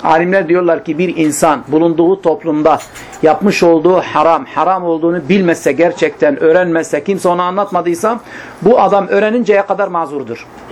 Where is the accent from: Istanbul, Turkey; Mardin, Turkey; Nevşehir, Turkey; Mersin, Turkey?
Mardin, Turkey; Midyat; Yani ben Midyatlıyım. Bizim Midyat'ta biliyorsunuz iki kesimdir. Bir Estel kesimi, bir Midyat kesimi. Hepsi Midyat'tır ama Estel kesimi Müslümandırlar. Midyat kesimi Hristiyandırlar.